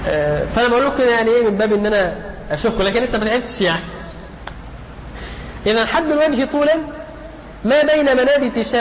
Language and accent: Arabic; Egypt; يعني نحن كمصريين